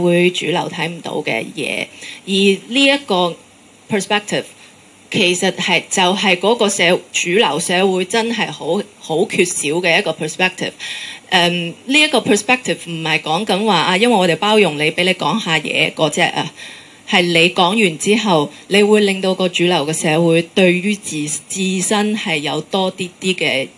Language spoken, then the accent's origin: Cantonese; China; now in Hong Kong; 我係內地嚟咯，我係一個即係無論你係覺得新移民係有正面定係負面嘅意思，我就係真係一個新移民咯。